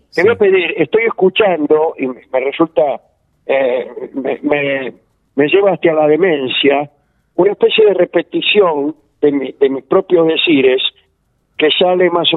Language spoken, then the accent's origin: Spanish; Argentina; tratar de diferenciarnos como argentinos